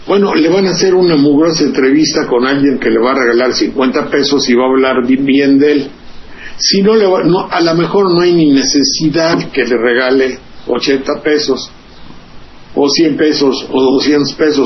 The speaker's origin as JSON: {"language": "Spanish", "town": "Xalapa", "region": "Veracruz", "country": "Mexico", "said": "la televisión de mi pueblo, de Veracruz y de Jalapa"}